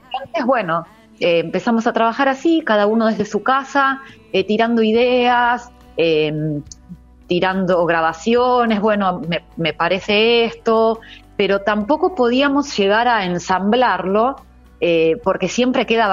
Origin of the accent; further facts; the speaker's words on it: Quilmes, Buenos Aires Province, Argentina; nosotros, como vos decías, somos de acá, somos de Quilmes, somos locales.